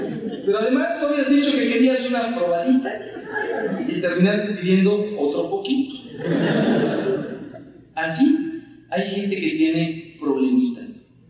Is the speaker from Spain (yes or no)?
no; Mexico; y yo soy mexicano